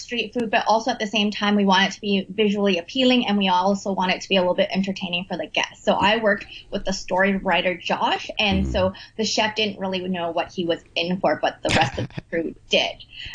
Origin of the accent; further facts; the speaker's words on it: Canada; my parts are from Hong Kong, but I was made, assembled, and created in Canada. So my parents are from Hong Kong, but I was born and raised in Canada.